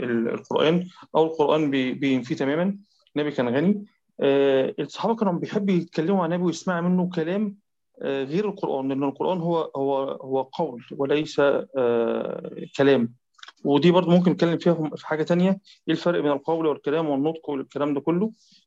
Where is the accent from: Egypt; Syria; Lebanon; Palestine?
Egypt; حتى عندنا في مصر في الساعه 9 بتوقيت القاهره